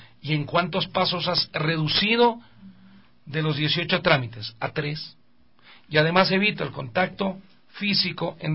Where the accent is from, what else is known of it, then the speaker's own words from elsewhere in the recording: Quito, Pichincha, Ecuador; Basta, no somos vos los ecuatorianos que vivimos en Quito.